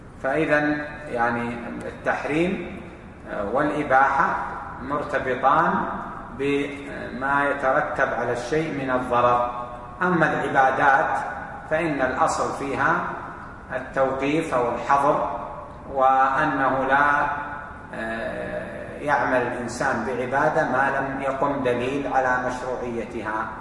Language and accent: Arabic; Saudi Arabia; فإذا قال بعتك بألف عندنا في السعودية هنا معناه بعتك بألف ريال